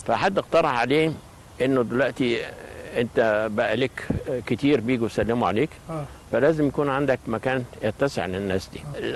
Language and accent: Arabic; Heliopolis, Cairo Governorate, Egypt; born there; انا اتولدت في مصر الجديده.